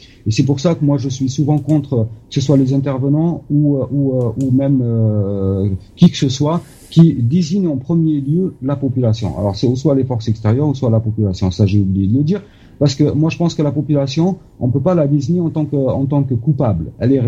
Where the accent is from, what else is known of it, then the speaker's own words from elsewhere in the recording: Algeria; Bien sûr, mais je pense que moi, personnellement, en tant qu'Algérien, j'en suis pas étonné du tout.